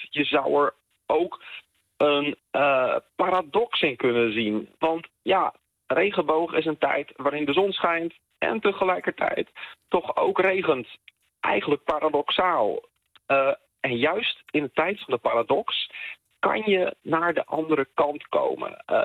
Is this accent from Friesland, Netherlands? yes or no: yes; Friesland, Netherlands; als verhalenverteller en als Fries hou ik wel van de Germaanse mythe